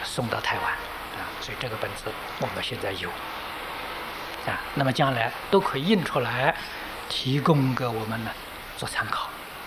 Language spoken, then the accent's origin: Chinese; China; 比我们中国人著述的要多得多了啊